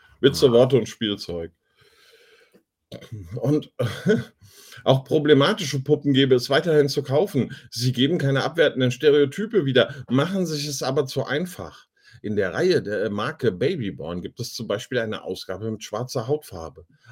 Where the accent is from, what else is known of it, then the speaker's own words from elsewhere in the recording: Germany; Ich bin Deutscher.